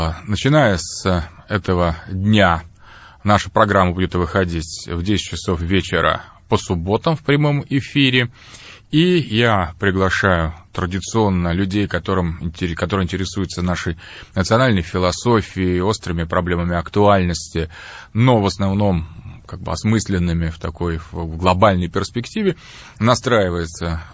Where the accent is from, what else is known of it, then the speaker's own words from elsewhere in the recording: Moscow, Russia; Я сам москвич, родился в Москве, мои родители москвичи.